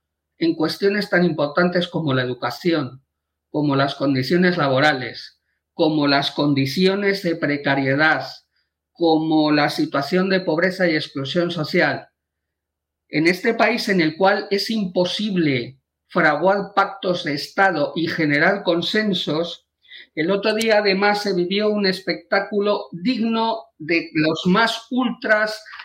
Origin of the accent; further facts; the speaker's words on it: Valladolid, Castile and León, Spain; now in Vigo, Spain; ¿se imaginan ustedes que en mi tierra ahora mismo se está votando a estas horas? Aunque yo vivo en Vigo, yo soy de Valladolid.